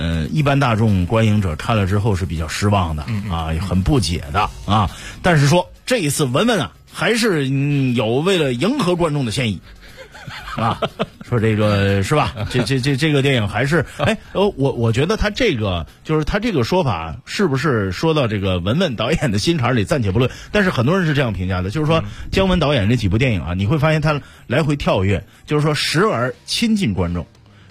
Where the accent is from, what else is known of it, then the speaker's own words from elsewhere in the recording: Northeast China, China; 就是我老家是白山黑水之间是吧东北吧